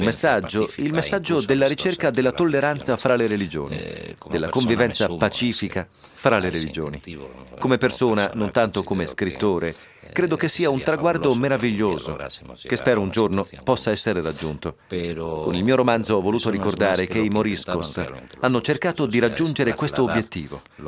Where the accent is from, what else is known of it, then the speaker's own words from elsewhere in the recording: Spain; Italian is a second language; periodo fondamentale nella storia della Spagna. Credo che nel XVI secolo, fondamentale nella storia del mio paese